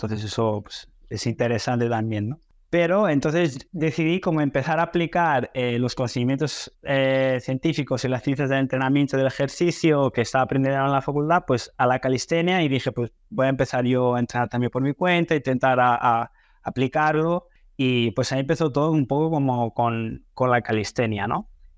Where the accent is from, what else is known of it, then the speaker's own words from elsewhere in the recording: Spain; also born or lived in Brazil; soy medio brasileño, medio español. Mi madre es catalana, mi padre es brasileño. Yo en realidad nací en Brasil, pero me crié en España. Entonces, como que, bueno, tengo esa doble cultura, ¿no? Digamos, mezcla de culturas. Y en realidad yo estudié la universidad en Brasil.